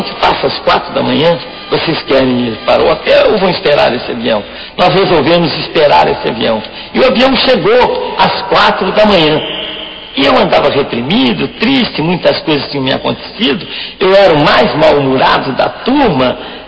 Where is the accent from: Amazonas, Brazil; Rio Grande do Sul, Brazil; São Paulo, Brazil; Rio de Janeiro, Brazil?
Rio de Janeiro, Brazil; Niterói; born there; Cara de baiano, nome de alemão e nasci em Niterói.